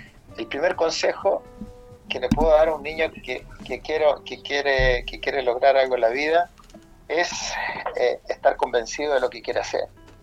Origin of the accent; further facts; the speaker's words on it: Talca, Maule, Chile; Di la vuelta olímpica en Talca, mi ciudad natal